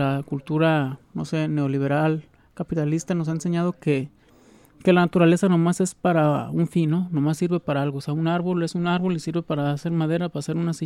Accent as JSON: {"language": "Spanish", "country": "Mexico", "said": "nosotros como aquí mexicanos nos queremos sentir hasta yanquis"}